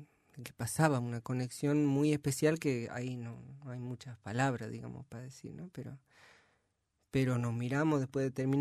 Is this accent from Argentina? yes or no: yes; San Miguel de Tucumán, Tucumán, Argentina; De San Miguel.